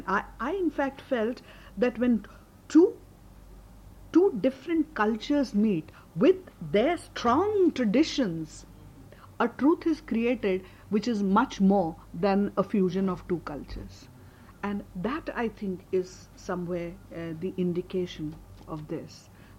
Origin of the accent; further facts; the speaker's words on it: India; when I went there as an Indian, it took me marathon effort to drain myself of my association